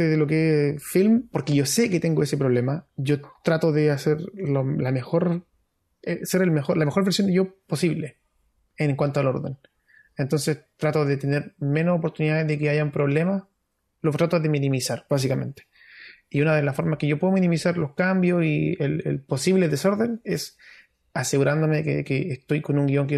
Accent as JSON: {"language": "Spanish", "region": "Antofagasta", "country": "Chile", "said": "Que soy de Antofagasta y soy de la población"}